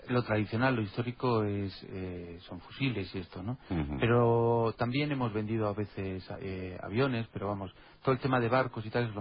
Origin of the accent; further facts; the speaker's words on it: Castilla-La Mancha, Spain; accent: Castilla-La Mancha; De Castilla-La Mancha.